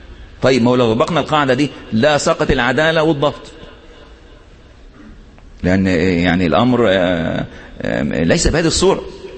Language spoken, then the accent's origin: Arabic; Egypt; واحد مثلا زلت لسانه اللي بيخطب عندنا في مصر، يعني من عادة المصريين أنهم يحبون إيه الكلام الارتجالي